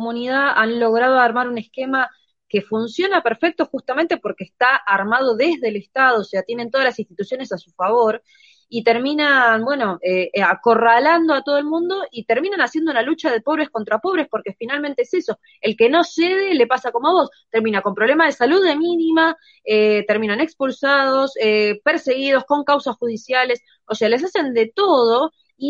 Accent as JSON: {"language": "Spanish", "country": "Argentina", "said": "que nos despojemos de nuestra posibilidad de realizarnos como argentinos"}